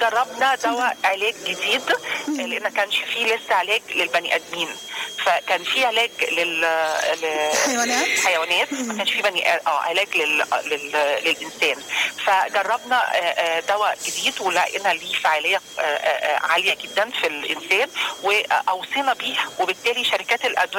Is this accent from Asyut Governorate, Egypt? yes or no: no; Alexandria, Alexandria Governorate, Egypt; فبالتالي ابتدت تظهر عندنا في إسكندرية كمان الفاشيولا